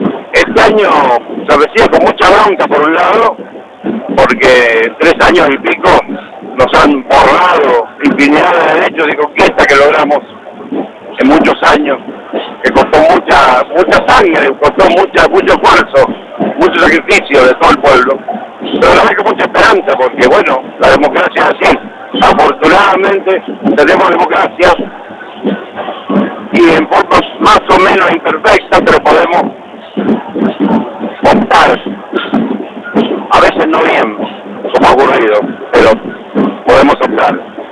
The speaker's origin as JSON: {"language": "Spanish", "country": "Argentina", "said": "A mí me llena de orgullo como argentino."}